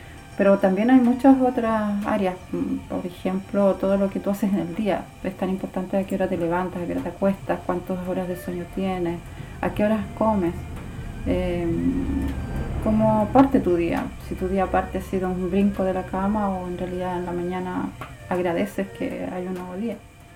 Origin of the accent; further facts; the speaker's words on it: Santiago, Santiago Metropolitan, Chile; also born or lived in Valdivia; nací en Valdivia, pero la vida de mis padres se tejió para Santiago. Entonces ahí hice después mis estudios, me casé, hice familia, mis hijos. Pero siempre vinculada a Valdivia